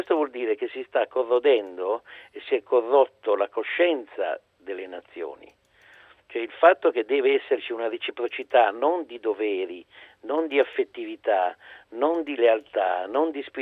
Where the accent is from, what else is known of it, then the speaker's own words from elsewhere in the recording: Turin, Piedmont, Italy; io poi sono torinese, insomma, me lo ricordo